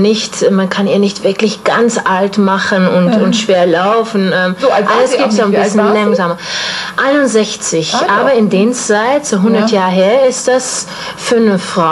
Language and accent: German; South Holland, Netherlands; German is a second language; now in Stuttgart, Germany; ich komme aus Holland, Süden von Holland, am Meer.